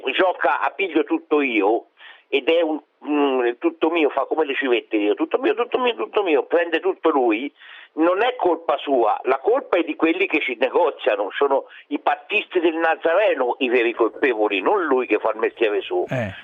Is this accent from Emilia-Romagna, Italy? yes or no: no; Tuscany, Italy; Verdini, essendo toscano come me